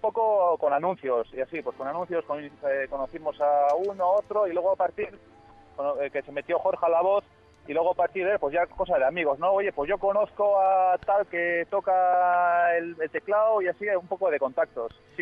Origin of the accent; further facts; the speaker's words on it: Basque Country, Spain; somos del País Vasco, concretamente en Guipúzcoa, y nada, ya muchos sabéis ahora, pues cerca de la capital, que sería San Sebastián, pues nada, una horita estamos ahí.